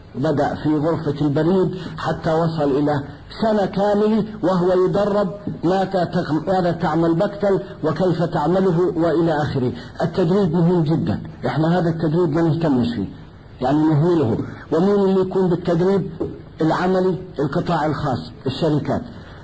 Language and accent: Arabic; Palestine; moved away; وطبعا انا كفلسطيني اذكر حل قضية فلسطين، قيل لي عندما نزحنا في 47 انها 7 ايام